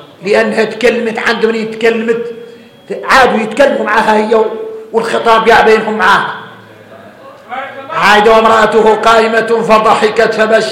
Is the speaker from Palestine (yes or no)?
no; Mauritania; اي احنا موريتاني حارنا متين العود الاول في قاموس الحسانيه